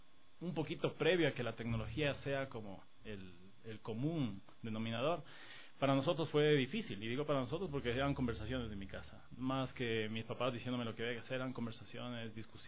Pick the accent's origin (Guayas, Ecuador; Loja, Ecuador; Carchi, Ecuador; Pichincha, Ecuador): Pichincha, Ecuador; Quito; Sí, yo nací aquí en Quito, crecí casi toda, mejor dicho, toda mi vida estuve justamente por estos barrios, por la Mariscal, la Floresta, crecí con ese background cultural